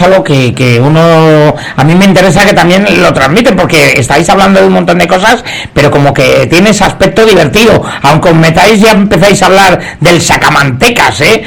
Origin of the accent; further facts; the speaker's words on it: Albacete, Castilla-La Mancha, Spain; Sí, bueno, no lo he dicho, pero es que soy de Albacete, si no me equivoco, ¿verdad?